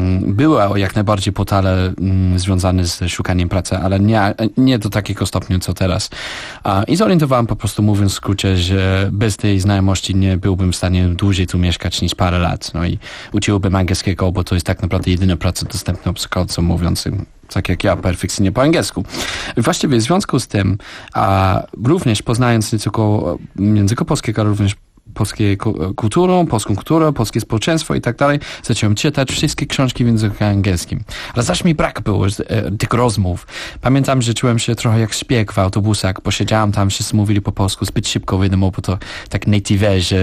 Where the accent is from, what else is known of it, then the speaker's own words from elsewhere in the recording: United Kingdom; Polish is a second language; now in Poland; byłem Brytyjczykiem, urodziłem się w wolnym kraju, który cieszył się z 1000 lat wolności, suwerenności i tak dalej.